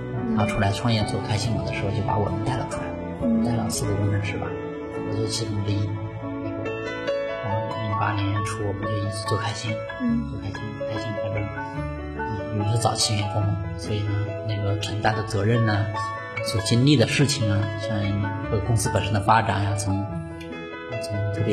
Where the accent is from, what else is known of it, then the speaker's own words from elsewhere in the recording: Hunan, China; 我是湖南人，然后呢也是农村的